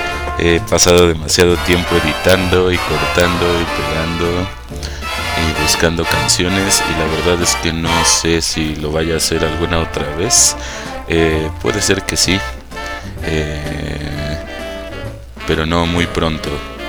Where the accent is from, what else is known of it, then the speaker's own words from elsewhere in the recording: Mexico; nuestro trajinar por la vida como mexicanos